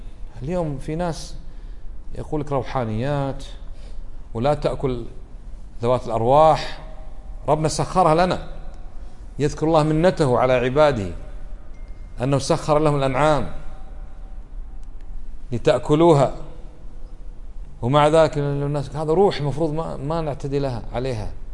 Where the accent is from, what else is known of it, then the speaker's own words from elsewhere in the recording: Kuwait; بلادنا ما فيها، كم ولي عندنا بالكويت يعبد من دون الله